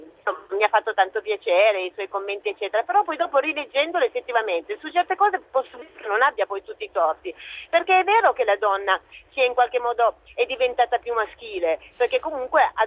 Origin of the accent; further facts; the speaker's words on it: Piedmont, Italy; visto che io sono piemontese.